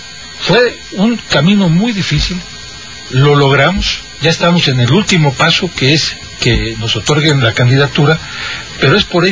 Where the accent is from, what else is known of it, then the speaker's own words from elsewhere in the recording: Catemaco, Veracruz, Mexico; Sí, soy de Catemaco, me están ayudando.